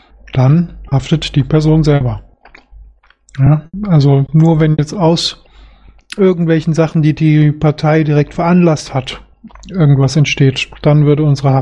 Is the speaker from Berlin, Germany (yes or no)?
no; Solingen, North Rhine-Westphalia, Germany; Also ich komme ja aus Solingen